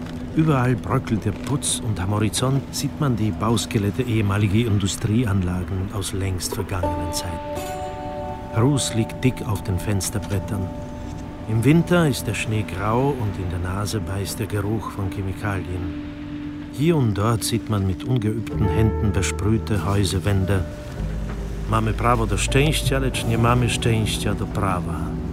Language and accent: German; Bytom, Silesian Voivodeship, Poland; moved away; Aufgewachsen bin ich in Bytom, im Arbeiterstadtteil Sombierki.